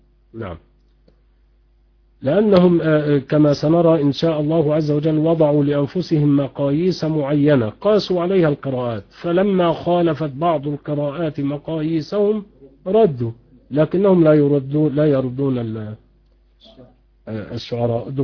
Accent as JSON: {"language": "Arabic", "country": "Egypt", "said": "اليمامة حمام بري يسمى عندنا في مصر يمامة"}